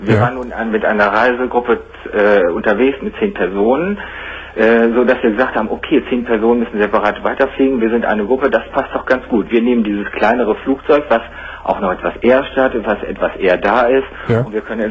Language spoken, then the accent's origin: German; North Rhine-Westphalia, Germany; now in Oldenburg, Germany; ich rufe aus Oldenburg in Niedersachsen an, aber als Sauerländer habe ich natürlich immer noch die bisschen Verbindung zum WDR.